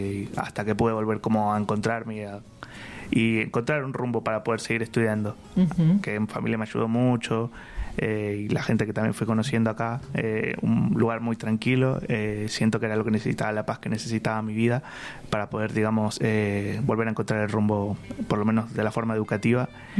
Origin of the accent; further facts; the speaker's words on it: Buenos Aires, Argentina; moved away as an adult; como yo vengo de Buenos Aires, más o menos desde que tengo 17, viví 17 años allá, tengo 24 horas